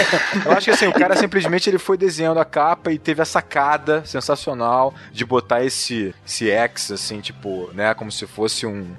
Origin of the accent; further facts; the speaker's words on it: Rio de Janeiro, Brazil; Não, eu sou carioca, sou do Rio de Janeiro